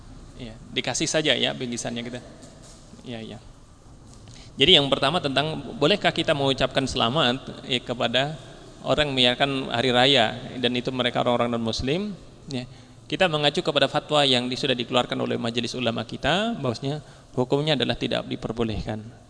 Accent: Java, Indonesia; karena kita kan orang Jawa kan ya lebih kepada perasaan ewuh pekewuh itu ya

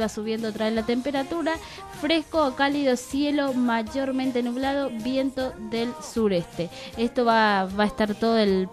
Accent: Paraguay; now in abroad; Pero, como todos paraguayos, extrañamos nuestro querido Paraguay

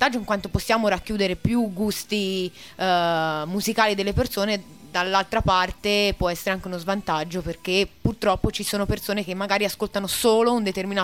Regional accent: Massa, Tuscany, Italy; No, sono di Massa.

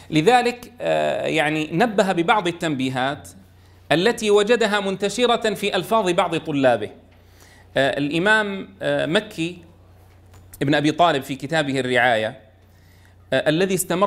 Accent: Syria; مثلا عندنا في سوريا يفخم العين

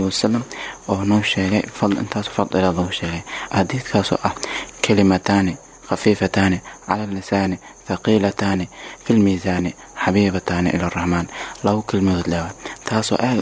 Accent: Kunbaro, Lower Shabelle, Somalia; born there; meesha aan ku dhashay Shabeelaha Hoose gaar ahaan deegaanka Kuunbaro beesh aan ku soo jeedo waa beesh tuna gaar ahaan Hajooba

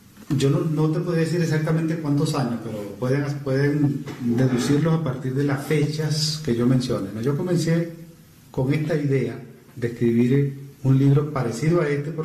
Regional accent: Los Puertos de Altagracia, Zulia, Venezuela; also born or lived in Maracaibo; Yo nací en Maracaibo, pero no viví en Maracaibo, viví en los puertos de Altagracia.

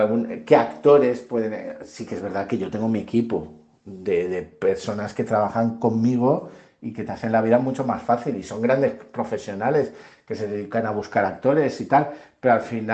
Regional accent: Valencia, Valencian Community, Spain; born there; Yo digo que nací en La Malvarrosa, en Valencia, y luego empecé a trabajar en Moncofa.

